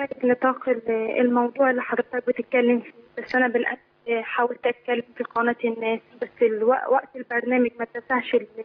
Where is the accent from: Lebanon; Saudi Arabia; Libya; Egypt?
Saudi Arabia; انا عمري دلوقتي 18 سنه تربيت في السعوديه يعني من طفولتي